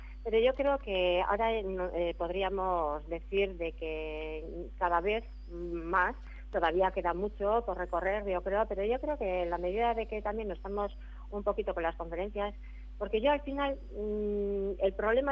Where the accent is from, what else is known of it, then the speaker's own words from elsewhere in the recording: Basque Country, Spain; born there; Nací en Gipuzkoa, vivo en Vizcaya